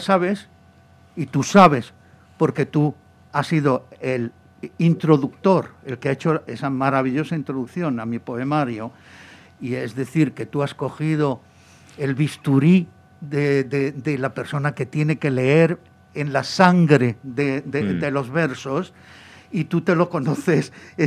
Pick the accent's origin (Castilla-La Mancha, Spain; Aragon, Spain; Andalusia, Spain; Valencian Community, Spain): Andalusia, Spain; Granada; moved away as an adult; now in Madrid, Spain; yo me vine a Madrid en el año 68 para seguir mis estudios de ingeniería, porque allí no había escuela de ingenieros